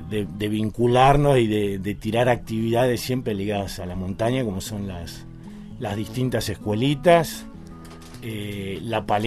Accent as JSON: {"language": "Spanish", "town": "Buenos Aires", "country": "Argentina", "said": "Y venido de Buenos Aires. Ajá. Ya, bueno, ya muchos años acá, 25 años acá en la Patagonia"}